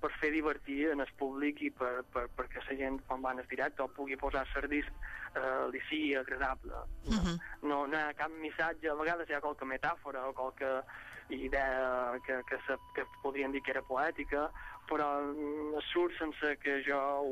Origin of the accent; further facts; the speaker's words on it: Balearic Islands, Spain; era el meu petit homenatge abans de l'autodestrucció de la meva illa.